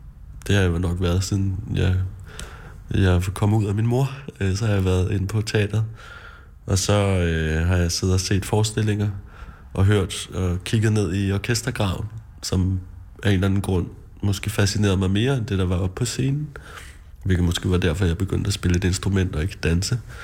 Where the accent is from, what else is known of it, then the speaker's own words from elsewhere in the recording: Charlottenlund, Capital Region of Denmark, Denmark; Ja, jeg voksede op i Charlottenlund, lidt nord for København.